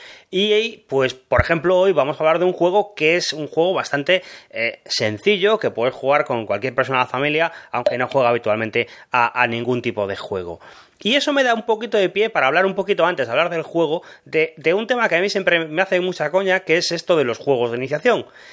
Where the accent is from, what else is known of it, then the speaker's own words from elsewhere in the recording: Málaga, Andalusia, Spain; de Málaga